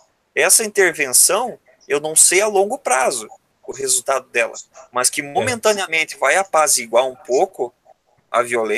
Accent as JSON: {"language": "Portuguese", "region": "Paraná", "country": "Brazil", "said": "Porque eu sou do Paraná."}